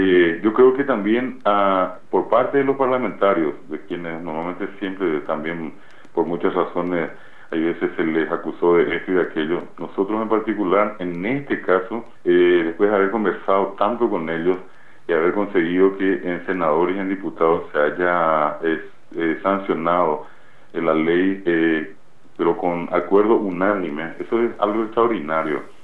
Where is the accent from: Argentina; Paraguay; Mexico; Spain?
Paraguay; mucha gente que está allí, paraguayos que fueron a los Estados Unidos, como paraguayos que estamos acá.